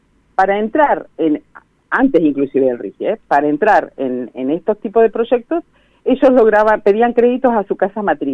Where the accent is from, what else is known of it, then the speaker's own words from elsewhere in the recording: Neuquén, Argentina; now in Las Grutas, Argentina; Yo soy neuquina, soy nacida en Neuquén Capital, por adopción rionegrina grutense, digamos.